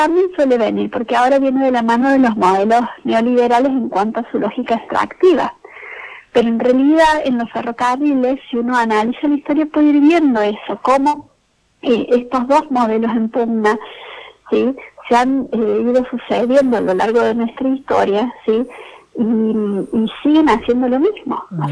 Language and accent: Spanish; Cruz del Eje, Córdoba, Argentina; Yo soy de Cruz del Eje, nací, uh-huh, en Cruz del Eje